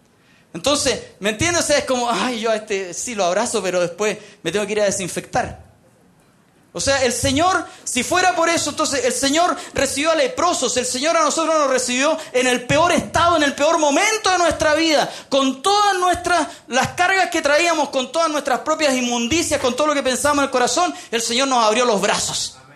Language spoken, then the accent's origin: Spanish; Chile; porque somos chilenos, independiente de la posición política que usted tenga